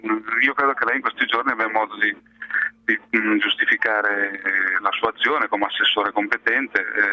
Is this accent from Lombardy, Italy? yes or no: no; Genoa, Liguria, Italy; lo dico da genovese che è ferito per quei giorni lì